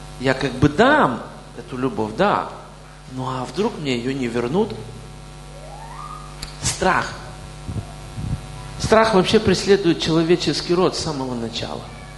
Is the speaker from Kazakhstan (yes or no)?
no; Kyiv, Ukraine; born there; Я родился в Киеве, и там же призвали меня.